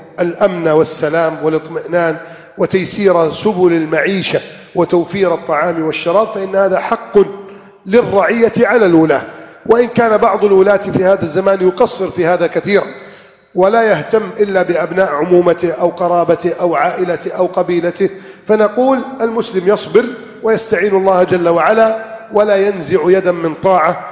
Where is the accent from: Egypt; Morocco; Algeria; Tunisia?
Egypt; عندنا في مصر نقول هذا الكلام، عندكم تقولونه وأكيد بلهجة أخرى